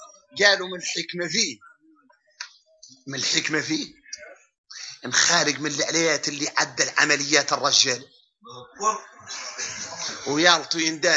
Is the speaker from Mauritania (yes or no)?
yes; Mauritania; نحن موريتاني